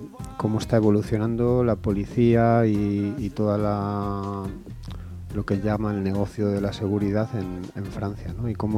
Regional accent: Santander, Cantabria, Spain; now in Cabezón, Spain; no sé, soy de Santander y ahora vivo en Cabezón.

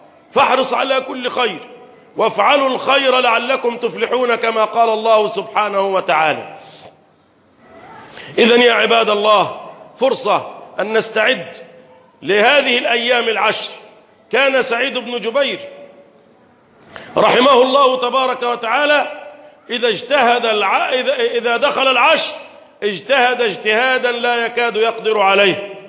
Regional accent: Egypt; اللهم احفظ بلدنا مصر

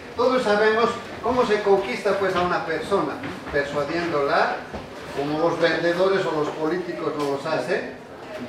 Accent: Bolivia; desde el punto de vista de un compatriota boliviano, el que venga a explicar algo de lo que se produce en mi país, pero en mi país no solamente es el vicepresidente

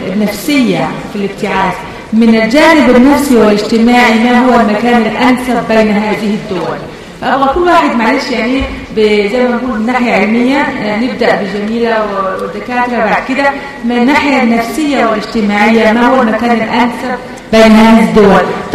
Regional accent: United Kingdom; أنا تربيت كطفلة في بريطانيا

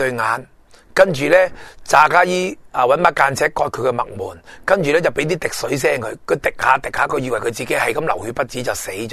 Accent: Hong Kong; 等我哋香港人再諗重新上路先至係最主要嘅

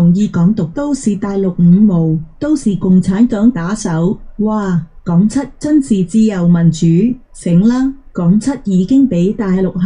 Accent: Hong Kong; 唔好話國內人唔明香港人諗法。就連我這些土生土長的中坑起初都不明白啲後生仔諗法。

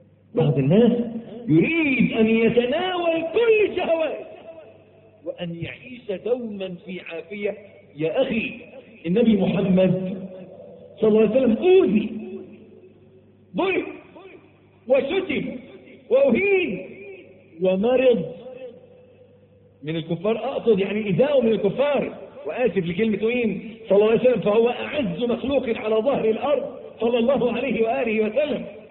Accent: Egypt; عندنا في مصر معلش تلاقي الواد الميكانيكي

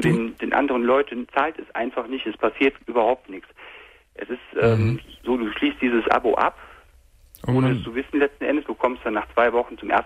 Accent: North Rhine-Westphalia, Germany; Ich komme aus der Nähe von Köln.

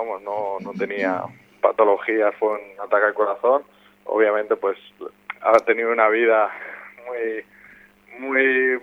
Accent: Valencian Community, Spain; al final yo soy valenciano

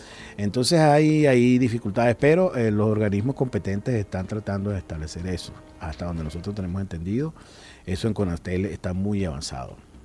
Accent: Venezuela; la tristeza que nos embarga como venezolanos

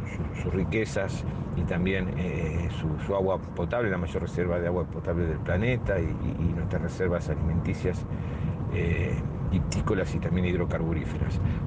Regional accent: Argentina; esta pertenencia que tenemos como pueblo argentino a las generaciones venideras

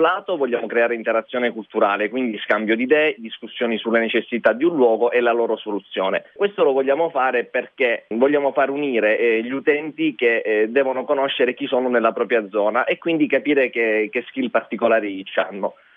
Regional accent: Calabria, Italy; Io e Valentina siamo calabresi di Castroville, eravamo qui a Milano.

